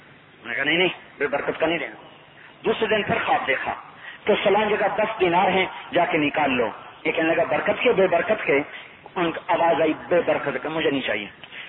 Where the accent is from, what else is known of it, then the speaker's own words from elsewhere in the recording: Khanewal, Punjab, Pakistan; ایک خانے والا ہمارا ضلع خانے والا، پہلے ملتان کا خانے والا